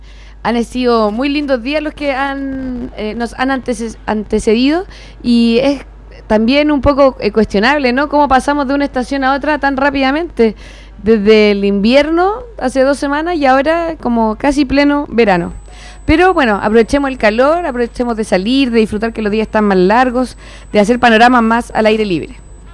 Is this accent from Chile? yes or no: yes; Chile; el tema de la migración nos hace vernos a nosotros también como chilenos